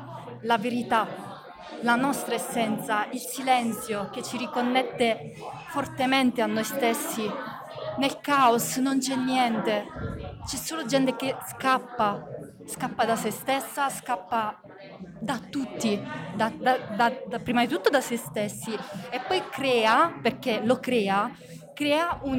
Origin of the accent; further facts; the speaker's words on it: Pietrapertosa, Basilicata, Italy; Sì, sono di Pietra Pertosa anch'io.